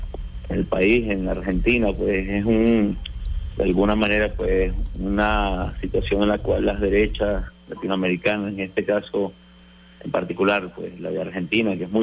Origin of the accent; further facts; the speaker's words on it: Venezuela; cuando yo como estudiante venezolano ya en convenios internacionales